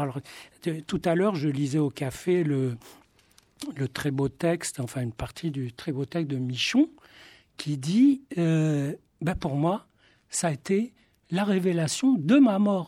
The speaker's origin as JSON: {"language": "French", "town": "Marrakech", "region": "Marrakesh-Safi", "country": "Morocco", "tie": "born or raised there", "said": "moi, je lisais Tintin à Marrakech, où je suis né. J'ai d'ailleurs raconté mon enfance à Marrakech dans un roman. Et moi, ma lecture, c'était la Bible hébraïque."}